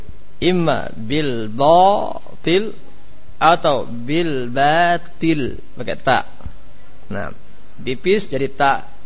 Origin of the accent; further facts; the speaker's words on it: Java, Indonesia; sebagaimana kita orang Jawa enggak paham bahasa Sunda.